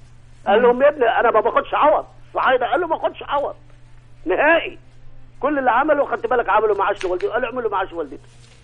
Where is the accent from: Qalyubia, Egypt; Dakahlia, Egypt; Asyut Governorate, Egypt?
Asyut Governorate, Egypt; now in Giza, Egypt; بتكلم أنا أسيوطي بس أنا بتكلم من الجيزة حاليا